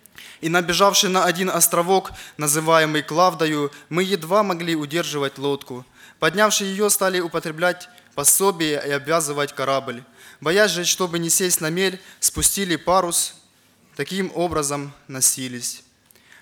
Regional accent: Ukraine; я с Украины.

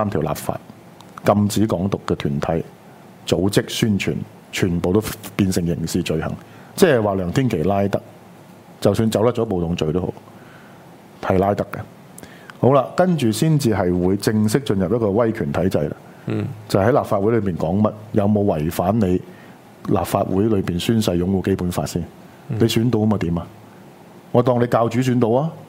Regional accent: Hong Kong; 台湾佬那种的凶狠，我们香港人是学不到的。

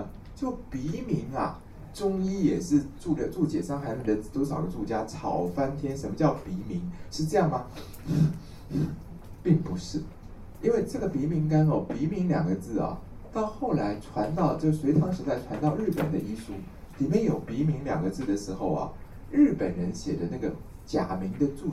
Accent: Taiwan

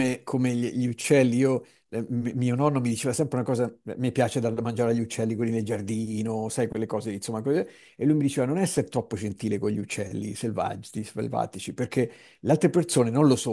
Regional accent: Tuscany, Italy; dalle nostre parti, non so se in tutta la Toscana, ma perlomeno da noi sì

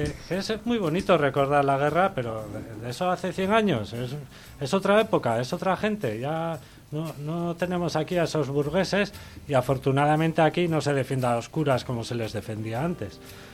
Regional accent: San Sebastián, Basque Country, Spain; now in Goierri, Spain; soy de aquí, de Donosti, me he ido a vivir al Goierri

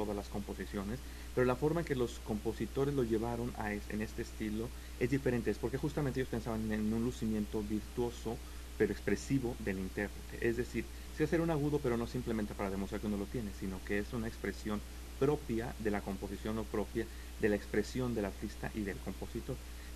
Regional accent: Mexico City, Mexico; Yo soy del México, del DF, exactamente.

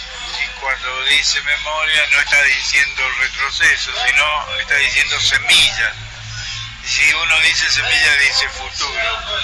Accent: Mendoza, Argentina; moved away; Estoy siempre ligado a Mendoza, por ejemplo, diariamente.

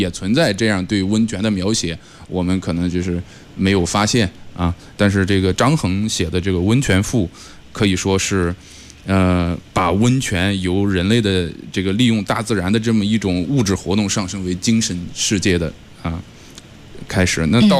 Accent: Shandong, China; 那我的家乡啊就位于胶东半岛

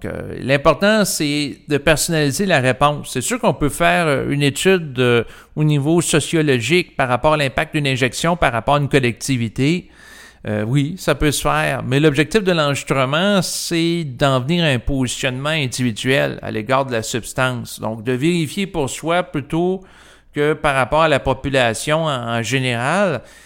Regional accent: Canada; je suis un Canadien, je vis au Québec, qui est une province du Canada

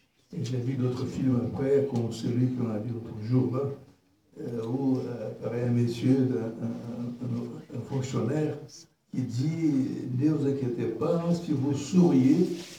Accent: Brazil; French is a second language; Moi, je suis brésilien

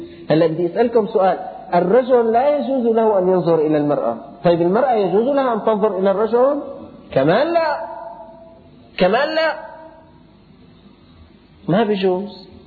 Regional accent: Syria; العرابات هلأ هي الأمور بدأت بسيطة عندنا في الشام

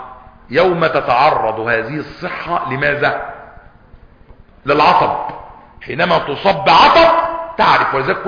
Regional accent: Egypt; عندنا في مصر مش عندكم

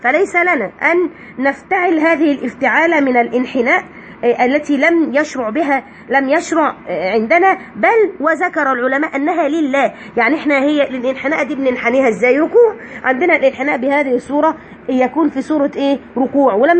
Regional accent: Egypt; حاجة عندنا احنا كده كمصريين منتشرة

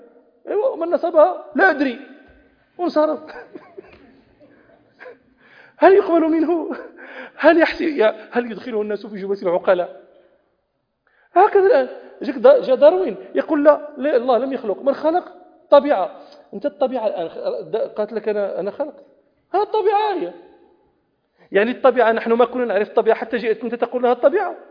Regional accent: Morocco; عندنا في المغرب مكان اسمه مغارات دادس ومغارات تودغا

